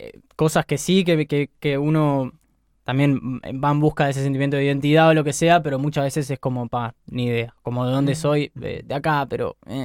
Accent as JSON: {"language": "Spanish", "region": "Montevideo", "country": "Uruguay", "tie": "born or raised there", "said": "yo de acá, Montevideo, nací por... De chico era de ahí, por Tres Cruces, vivía al lado del túnel. Y desde los 7 años que estoy viviendo por Villa Dolores, ahí el zoológico."}